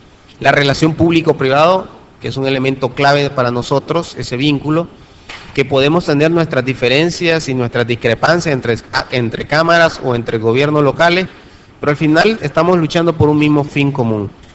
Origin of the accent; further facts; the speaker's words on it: Nicaragua; como buen Nica, somos muy dados a las consignas.